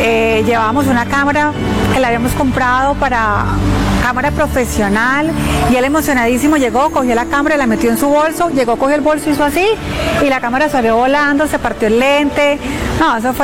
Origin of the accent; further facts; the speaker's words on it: Cúcuta, Norte de Santander, Colombia; y yo nos conocemos desde hace muchos años. Los dos somos de Cúcuta.